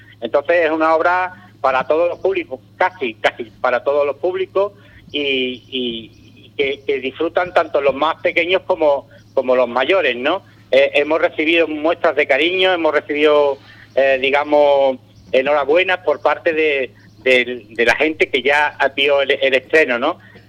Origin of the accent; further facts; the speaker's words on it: Ubrique, Andalusia, Spain; somos un grupo de teatro local, somos de Ubrique